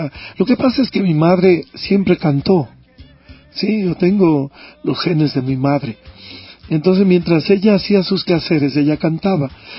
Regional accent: Quito, Pichincha, Ecuador; born there; Yo nací en Quito.

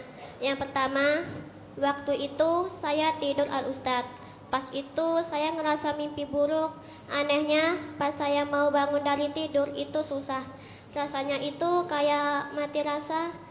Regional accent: Jambi, Indonesia; asal dari Jambi.

